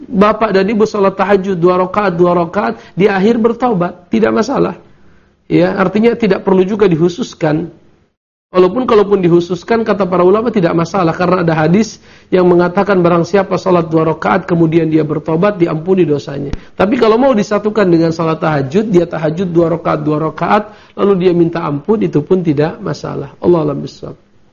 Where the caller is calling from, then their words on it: Bukittinggi, West Sumatra, Indonesia; Saya dari Bukit Tinggi ingin bertanya